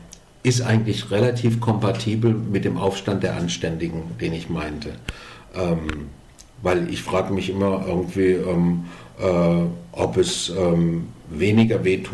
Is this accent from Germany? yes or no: yes; Germany; Ja, und ich war als Deutscher unglücklicherweise ein bisschen zu früh